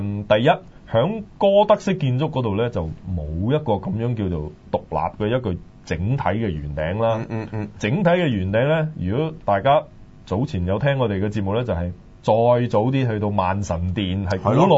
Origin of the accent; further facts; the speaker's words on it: China; 就好似我哋中國人畫嗰啲卷軸呢，